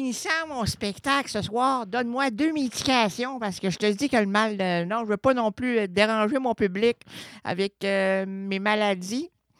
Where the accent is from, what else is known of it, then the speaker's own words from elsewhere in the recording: Quebec, Canada; accent: Québécois; Heureusement que j'oublie un peu mon accent québécois parce que le ne pas répondre était pas loin.